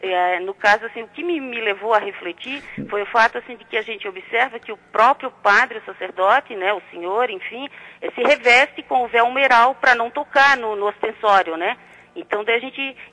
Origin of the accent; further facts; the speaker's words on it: Santa Catarina, Brazil; como eu sou de Santa Catarina